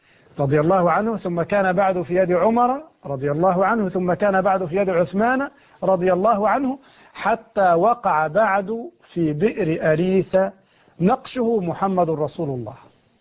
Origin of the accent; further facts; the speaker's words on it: Egypt; خياطين يفعلون عندنا في مصر هذا الخطان من الحرير